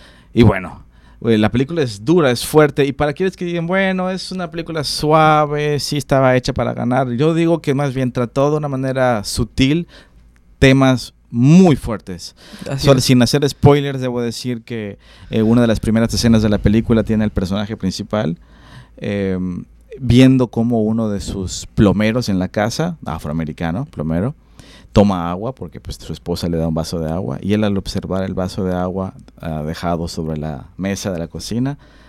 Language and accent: Spanish; Mexico; porque somos mexicanos, ¿por qué no?